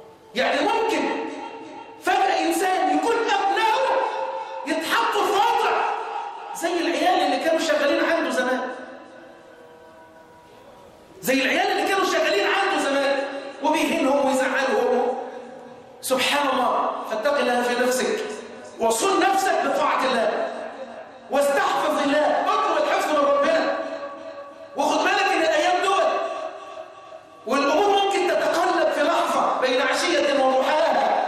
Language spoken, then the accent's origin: Arabic; Egypt; اللهم احفظ بلدنا مصر وسائر بلاد المسلمين.